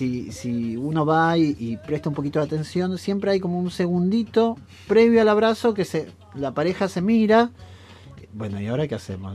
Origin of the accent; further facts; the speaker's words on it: Argentina; Yo fui invitado a ese festival como maestro argentino.